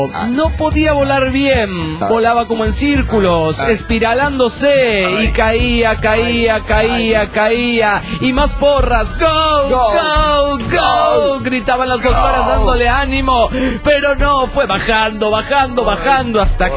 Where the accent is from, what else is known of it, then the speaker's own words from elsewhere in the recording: Nuevo Laredo, Tamaulipas, Mexico; de Narcolaredo, México.